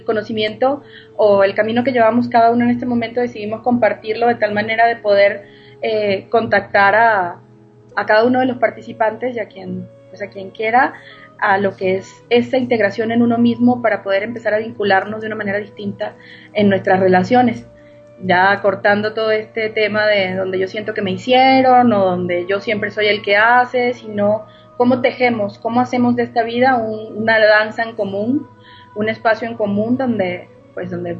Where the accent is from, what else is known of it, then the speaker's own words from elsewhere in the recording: Venezuela; now in Mexico; haciendo honra a las raíces, pues soy venezolana. Tengo aproximadamente unos 10 años radicando acá en México, felizmente.